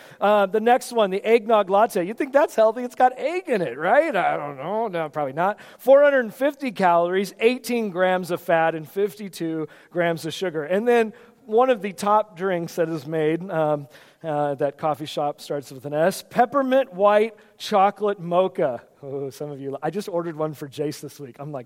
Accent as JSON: {"language": "English", "region": "West Coast", "country": "United States", "lives_now": "Pennsylvania, United States", "said": "This is not where I came from the West Coast, where you're around all your family"}